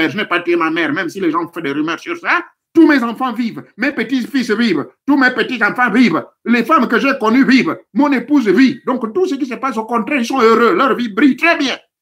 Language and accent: French; Gabon; chez nous au Gabon